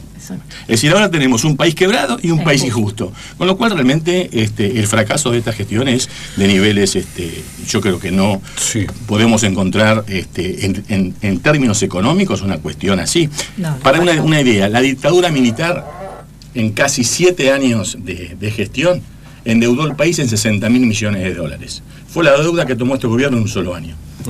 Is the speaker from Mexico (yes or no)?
no; Esperanza, Santa Fe, Argentina; Yo me he criado en el campo, yo soy, digamos, la compañera santafesina, yo soy de Esperanza, Santa Fe, o sea, conozco en carne propia, porque pasé mi infancia ahí